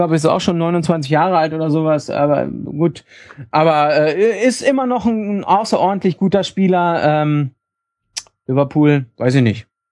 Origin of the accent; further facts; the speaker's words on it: Leipzig, Saxony, Germany; Und da würde ich sagen, Nehme ich, als Leipziger.